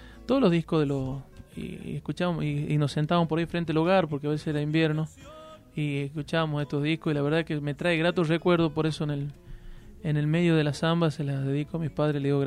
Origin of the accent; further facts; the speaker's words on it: Jujuy, Argentina; somos los jujeños los que tenemos la responsabilidad